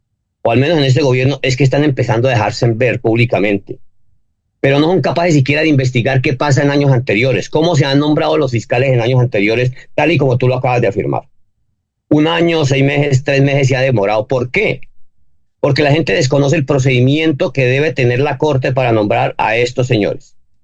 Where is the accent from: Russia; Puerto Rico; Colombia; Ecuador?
Colombia; mira, yo como colombiano y como buen patriota